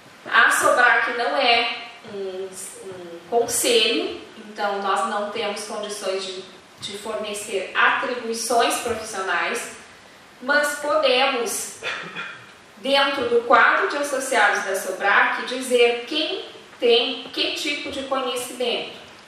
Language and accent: Portuguese; Rio Grande do Sul, Brazil; eu sou do Rio Grande do Sul, eu estou muito próximo, a 300 quilômetros da fronteira com o Uruguai, né, e pouco mais de 400, 500 quilômetros da fronteira com a Argentina